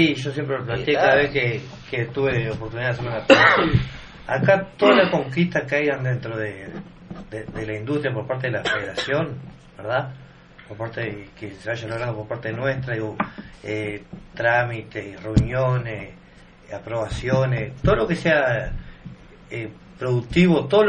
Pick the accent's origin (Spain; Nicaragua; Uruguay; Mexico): Uruguay; Florida; siendo que yo soy de Florida